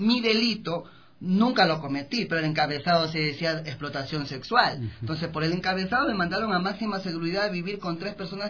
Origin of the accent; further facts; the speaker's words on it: Guayaquil, Guayas, Ecuador; porque yo soy de Guayaquil.